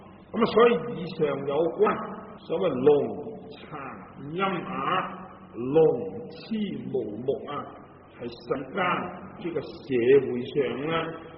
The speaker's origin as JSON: {"language": "Chinese", "country": "Hong Kong", "said": "我们香港人所谓呢你都痴线的"}